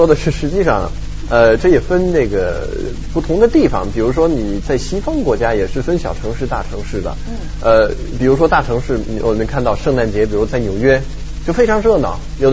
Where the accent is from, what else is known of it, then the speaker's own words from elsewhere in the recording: France; Chinese is a second language; 这是给我们法国人争光啊